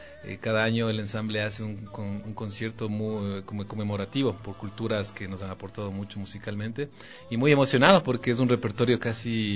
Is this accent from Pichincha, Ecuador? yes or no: yes; Quito, Pichincha, Ecuador; Me confundía con mexicano, digo, no, yo soy quiteño